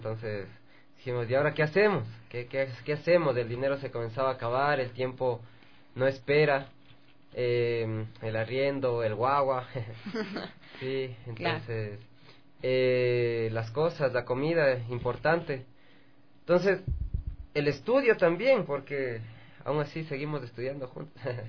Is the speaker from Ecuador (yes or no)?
yes; Quito, Pichincha, Ecuador; born there; Claro, o sea, yo nací aquí en Quito. Por parte de mi papá, mi familia es lojana.